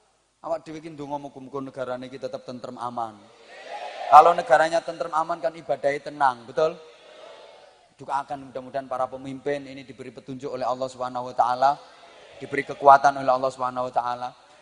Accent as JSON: {"language": "Indonesian", "country": "Indonesia", "tie": "born or raised there", "said": "Aku cinta Indonesia karena aku lahir dan dibesarkan di Indonesia."}